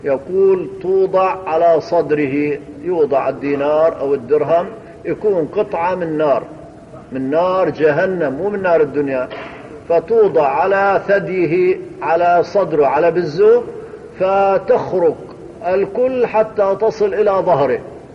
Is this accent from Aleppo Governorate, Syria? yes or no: no; Hama Governorate, Syria; حصلت عندنا في قرية من قرى حماة